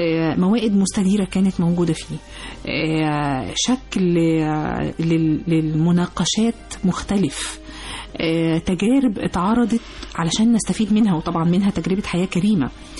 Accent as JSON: {"language": "Arabic", "country": "Egypt", "said": "معنا كمصريين"}